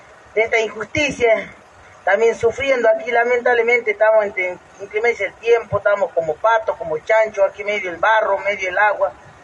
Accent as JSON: {"language": "Spanish", "region": "Jujuy", "country": "Argentina", "said": "¿Y por qué nosotros no? ¿Que no somos argentinos?"}